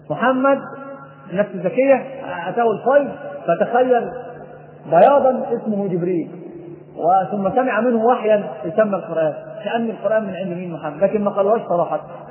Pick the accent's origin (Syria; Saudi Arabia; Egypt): Egypt; ناس عندنا في مصر